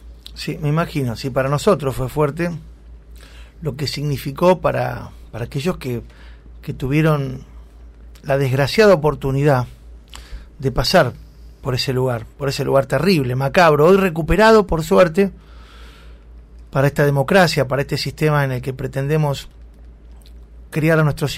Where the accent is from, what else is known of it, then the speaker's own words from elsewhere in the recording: Argentina; nos ha dejado satisfechos a todos como ciudadanos argentinos